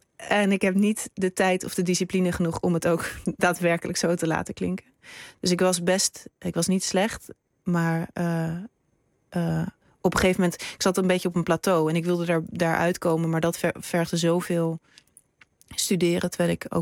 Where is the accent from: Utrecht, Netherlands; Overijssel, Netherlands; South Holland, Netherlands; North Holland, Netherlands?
North Holland, Netherlands; Amsterdam; ik ben opgegroeid in Amsterdam.